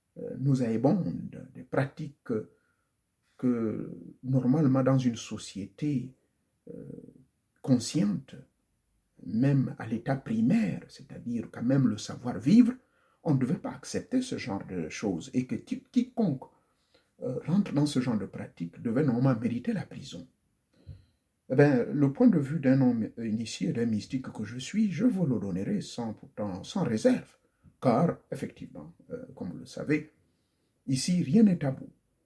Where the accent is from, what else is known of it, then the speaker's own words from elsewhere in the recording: Gabon; Mon pays d'origine, le Gabon